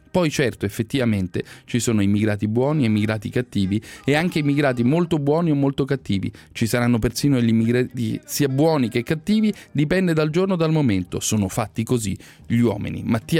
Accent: Kaduna State, Nigeria; moved away as an adult; now in Italy; Ho lasciato il mio paese nel settembre 2013, vengo dallo stato di Kaduma e nella mia città facevo il saldatore. Prima di arrivare in Italia sono stato 3 mesi in Libia, poi sono sbarcato in Sicilia con un gommone nel maggio 2014.

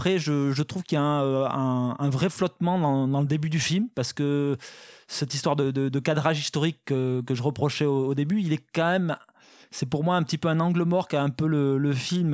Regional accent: Southern France, France; je viens du sud de la France, c'est ça le truc

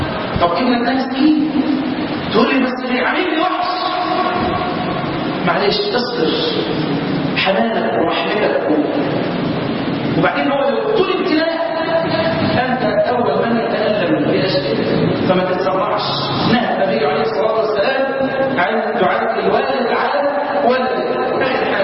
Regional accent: Egypt; اللهم انا نسالك ان تحفظ بلدنا مصر

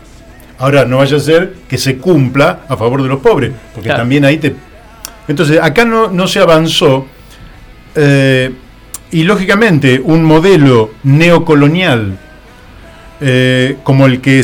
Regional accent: Argentina; por qué nos beneficia como argentinos y como nación

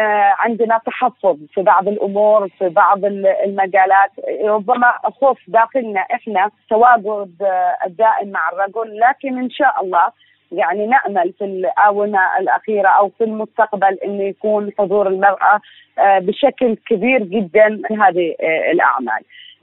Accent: Oman; أعشق أن أنا أشوف نجاحات شبابية تمثلني أنا كعمانية

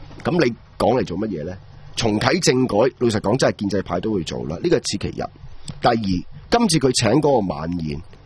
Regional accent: Hong Kong

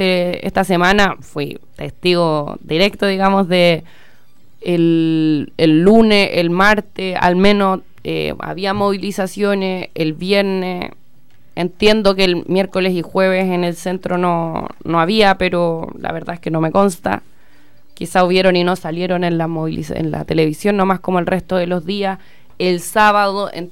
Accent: Chile; digo, como chilenos, como chilenas, que es necesario ir empujando

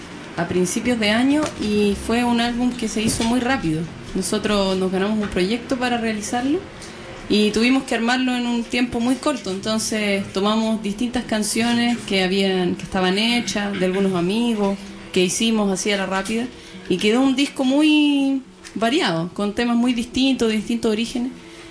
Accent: Santiago, Santiago Metropolitan, Chile; Somos de Santiago.

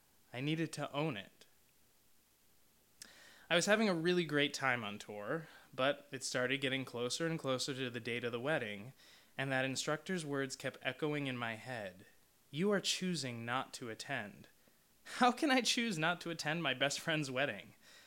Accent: New York, United States; I'm very fortunate that I grew up just outside of New York City, so my family is close by.

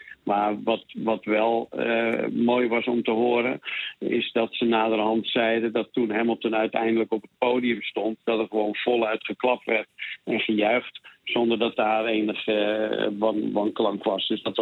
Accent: Netherlands; Het is natuurlijk iets dat ik meer als Nederlander ervaar

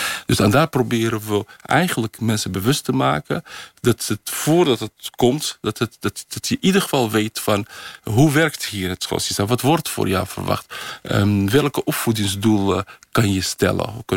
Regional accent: Netherlands; also born or lived in Morocco; Dus echt geen rekening houden met dat ik uit Nederland ben gekomen. Dus dat ik geen Arabisch ken.

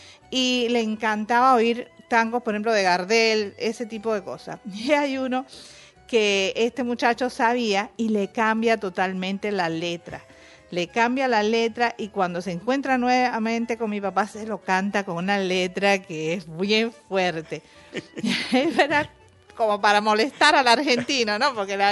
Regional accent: Cuba; vivimos una infancia, una juventud muy tranquila, muy normal, muy cubana, con las mismas carencias y con las mismas cosas lindas de mi pueblo. Y crecimos así.

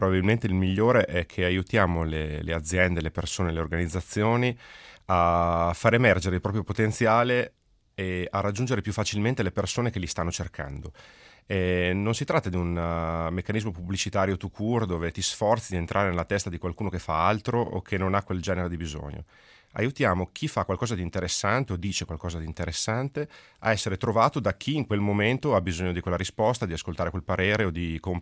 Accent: Reggio Emilia, Emilia-Romagna, Italy; accent: Emilian; come si sarà capito dal mio accento, io sono emiliano, sono di Reggio Emilia

